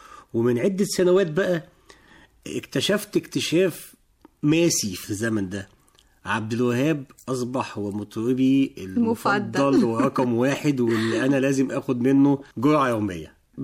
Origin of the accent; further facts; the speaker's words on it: Alexandria, Alexandria Governorate, Egypt; born there; من مواليد إسكندرية، سنة 73 في إسكندرية